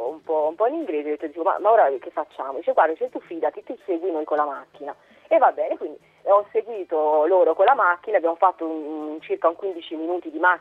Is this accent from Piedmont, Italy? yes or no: no; Tuscany, Italy; moved away; dalle mie parti in Toscana